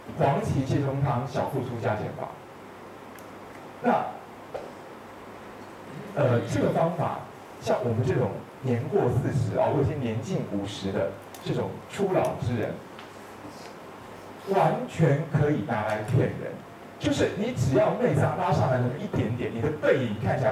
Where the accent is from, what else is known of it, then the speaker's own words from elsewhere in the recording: Taiwan; 耷拉是你们大陆人讲法，我们台湾人说耷而已。